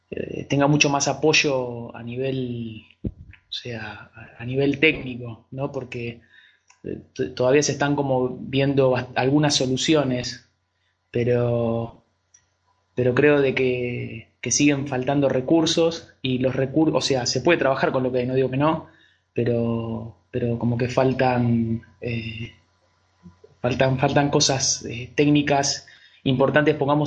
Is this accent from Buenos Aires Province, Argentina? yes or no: yes; Lanús, Buenos Aires Province, Argentina; soy de Lanús